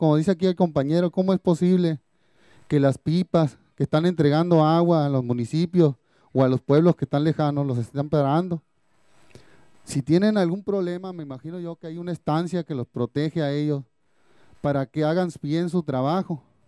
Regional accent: Rancho San Pedro, Sonora, Mexico; vengo del Rancho San Pedro.

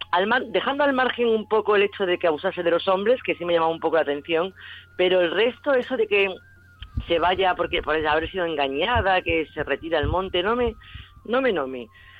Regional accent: Extremadura, Spain; Era la que menos me gustaba de Extremadura y ahora, sin embargo, es la que más me gusta

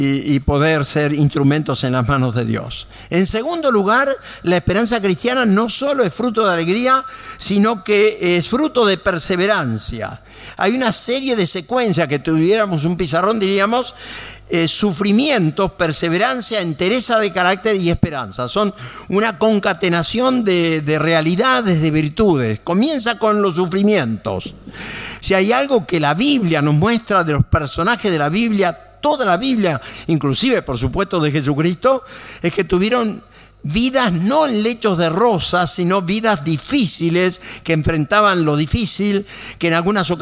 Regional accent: Buenos Aires, Argentina; Como saben, también soy porteño, me gusta el tango

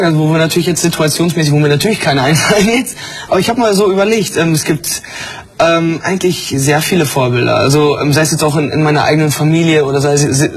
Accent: Sendenhorst, North Rhine-Westphalia, Germany; SG Sendenhorst ist der Fußballverein aus meiner Heimat, Sendenhorst.

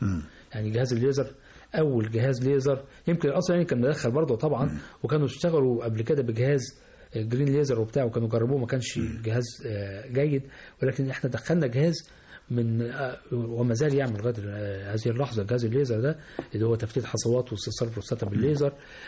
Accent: Egypt; الأورام عندنا في مصر يمكن في شوية منتشرة زيادة شوية عن عن المتوقع

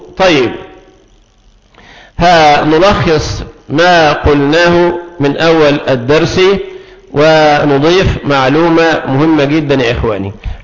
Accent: Egypt; الماء عندنا في مصر سهل ويسير، تفتح الحنفيات نزل مية

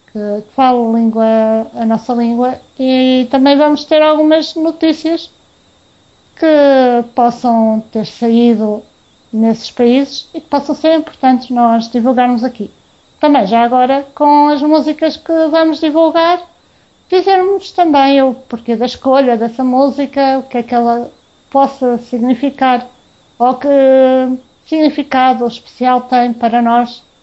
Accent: Portugal; Posso dizer que eu e o Carlos somos de Portugal.

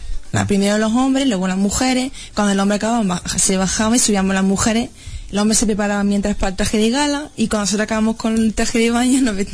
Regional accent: Jódar, Andalusia, Spain; Pues eso me da mucho orgullo para mi pueblo, sobre todo.

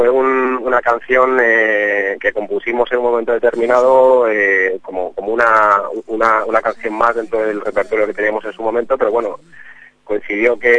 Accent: Madrid, Community of Madrid, Spain; somos todos de Madrid menos nuestro bajista, que es italiano

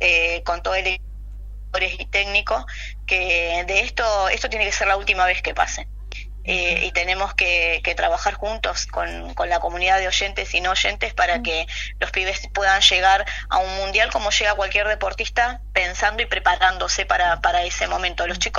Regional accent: Argentina; Aparte, como argentinos, es impensado un mundial de fútbol sin Argentina.

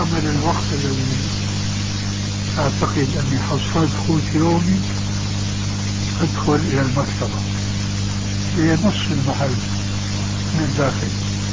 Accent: Damascus, Damascus Governorate, Syria; كما يقال عندنا في دمشق.

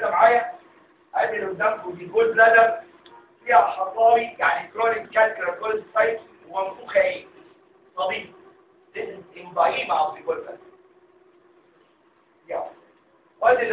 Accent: Egypt; هو تكرر الكلام ده عندنا في مصر. يعني هو تكرر ان عندنا في مصر يطلق في السجن

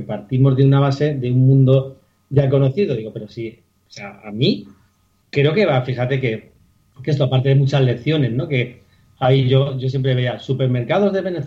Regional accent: Madrid, Community of Madrid, Spain; yo soy de Vallecas

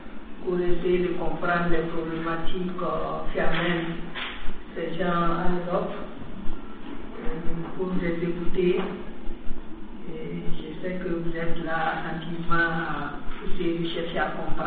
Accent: Burkina Faso; Je suis du Burkina Faso, je suis productrice

